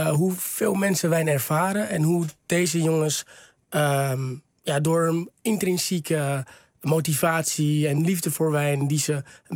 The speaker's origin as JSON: {"language": "Dutch", "town": "Texel", "region": "North Holland", "country": "Netherlands", "said": "Ik kom van Texel, ja. Dat is op zich redelijk veilig."}